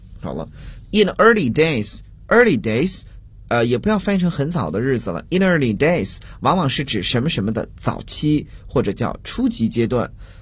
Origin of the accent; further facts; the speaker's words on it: China; 我们中国人总是说今天我要谈的是三个问题